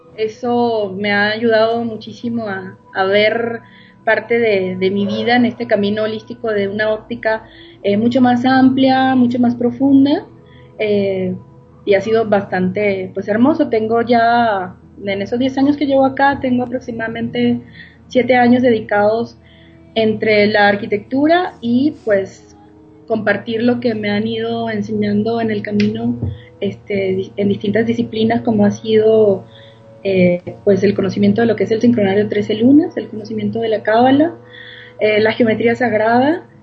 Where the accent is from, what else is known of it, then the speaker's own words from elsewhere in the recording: Venezuela; now in Mexico; haciendo honra a las raíces, pues soy venezolana. Tengo aproximadamente unos 10 años radicando acá en México, felizmente.